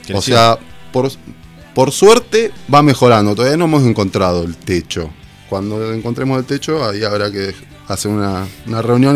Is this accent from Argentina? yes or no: yes; Tres Arroyos, Buenos Aires Province, Argentina; De Tres Arroyos somos.